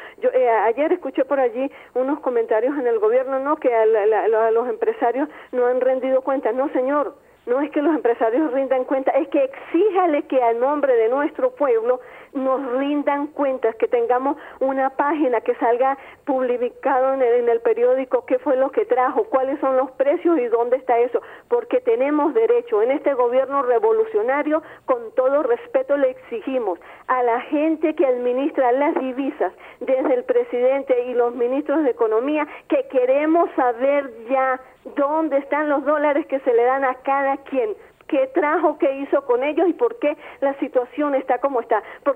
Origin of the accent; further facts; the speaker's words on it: Venezuela; Todos somos venezolanos